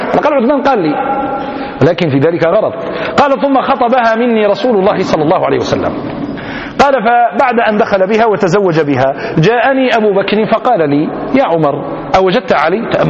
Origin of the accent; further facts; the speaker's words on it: Algeria; في بلدتنا الجزائر حدثني بعض القضاة